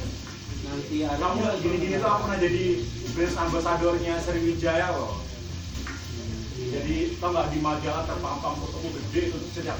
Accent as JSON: {"language": "Indonesian", "town": "Banyuwangi", "region": "East Java", "country": "Indonesia", "said": "aku dari Banyuwangi tuh dulu 16 tahun udah kerja"}